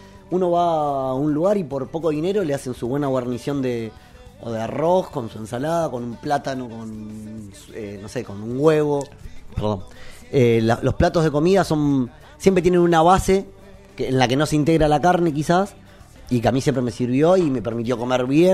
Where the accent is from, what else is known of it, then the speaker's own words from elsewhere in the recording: Argentina; cuando llegué, ¿pero qué sos argentino? Sí, pero el perro no tiene nacionalidad